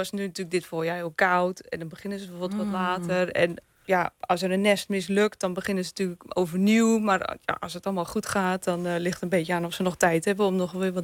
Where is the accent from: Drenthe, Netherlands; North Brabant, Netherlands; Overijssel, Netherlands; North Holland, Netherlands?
North Holland, Netherlands; Nou, ik kom zelf uit Noord-Holland.